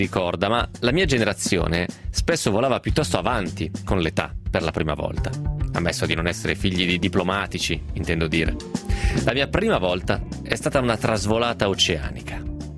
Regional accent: Vicenza, Veneto, Italy; Immediatamente alzai la testa, dato che riconobbi il dialetto che si parla dalle mie parti, cioè Vicenza

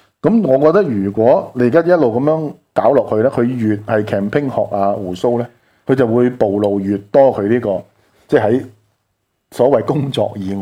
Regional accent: Hong Kong; 而呢件事，我觉得亦都系令到我哋香港人好多时咧好善忘。

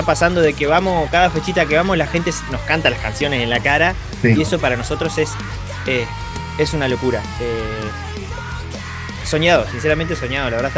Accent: Uruguay; uno como uruguayo, con lo poquito que tiene, hace locura

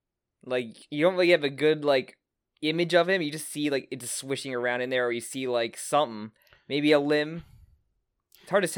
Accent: New Jersey, United States; As you could tell, we are like … we are from New Jersey, and we do not know Hawaiian names.

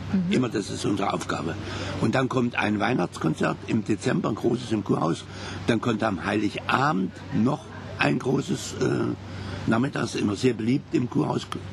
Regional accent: Kassel, Hesse, Germany; Kassel. Kassel und meine Heimatstadt.

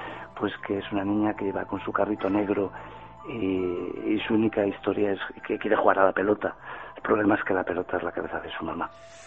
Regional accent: Galicia, Spain; A nuestras antiguas y viejas casas perdidas en los pueblos, a nuestra santa compañía como gallego que soy

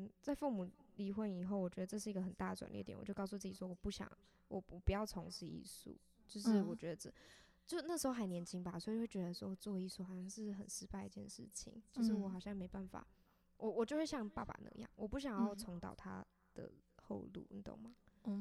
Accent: Taipei, Taiwan; 毕竟我是个台北人

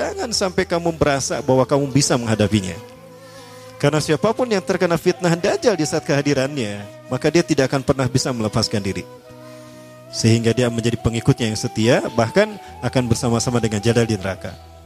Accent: Bandung, West Java, Indonesia; born there; Kayak saya lahir di Bandung, Al-Bandungi.

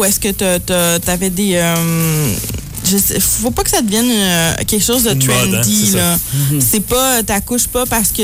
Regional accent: Quebec City, Quebec, Canada; Moi, j'étais à Blainville, je viens de Québec, là.

